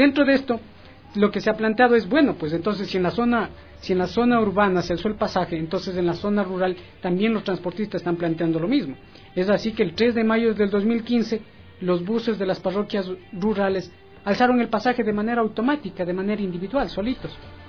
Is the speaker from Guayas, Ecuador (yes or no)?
no; Checa, Pichincha, Ecuador; also born or lived in La Merced de Buenos Aires; Yo vivo en Checa, pero nací en la Merced de Buenos Aires, en el cantón de Urcuquín, Imbabura, pero vivo desde los 3 años acá en Checa, entonces yo me considero de corazón chequense